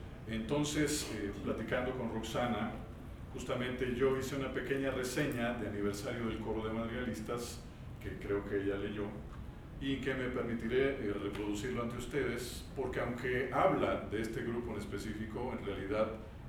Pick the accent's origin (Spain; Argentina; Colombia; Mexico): Mexico; Morelia, Michoacán; Muy temprano me inicié en la dirección en Morelia, que es de donde yo soy y donde estudié, en el Conservatorio de las Rosas.